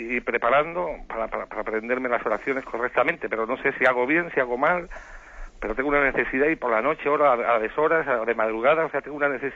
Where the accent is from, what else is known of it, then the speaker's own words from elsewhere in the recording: Canary Islands, Spain; de Fuerteventura, un pecador al cubo que...